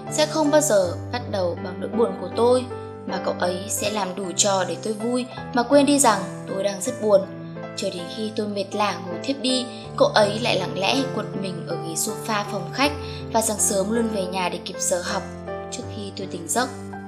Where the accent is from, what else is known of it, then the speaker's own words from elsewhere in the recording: Saigon, Ho Chi Minh City, Vietnam; born there; accent: Southern Vietnamese; Quê tôi là ở Hà Nội, nhưng tôi sinh ra ở Sài Gòn. Cả gia đình tôi nói tiếng Bắc, chỉ mình tôi trơ trọi nói tiếng Nam.